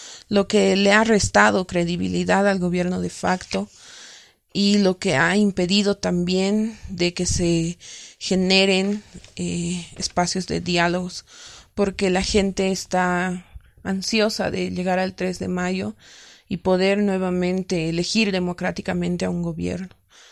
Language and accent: Spanish; La Paz, Bolivia; soy de La Paz, Bolivia.